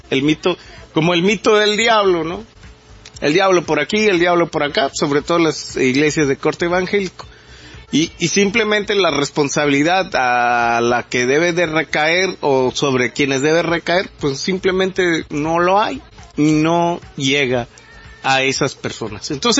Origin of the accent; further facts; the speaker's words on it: Mexico; como nosotros, como mexicanos, que nos afecta totalmente eso.